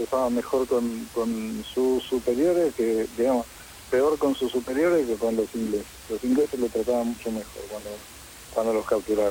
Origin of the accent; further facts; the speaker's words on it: Mar del Plata, Buenos Aires Province, Argentina; now in Buenos Aires, Argentina; yo me vine de Mar del Plata a Buenos Aires, me escondí